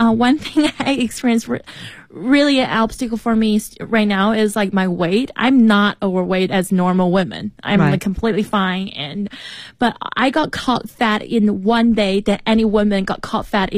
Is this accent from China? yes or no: yes; China; accent: Chinese; English is a second language; having a Chinese accent